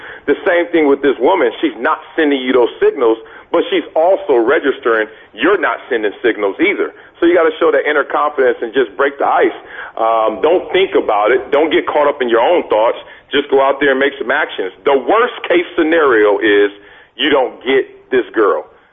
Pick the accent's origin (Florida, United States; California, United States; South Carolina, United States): California, United States; Compton; Not going against Jonathan Ogden, not playing in the NFL, not growing up in Compton.